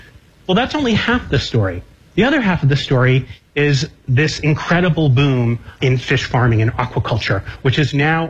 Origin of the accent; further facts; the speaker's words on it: Connecticut, United States; This is my home state of Connecticut.